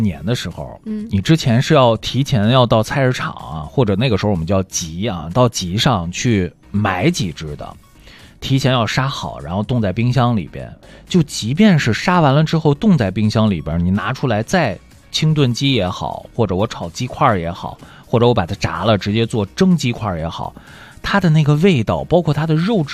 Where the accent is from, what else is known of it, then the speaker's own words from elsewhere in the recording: northern China, China; 确实作为北方人来讲啊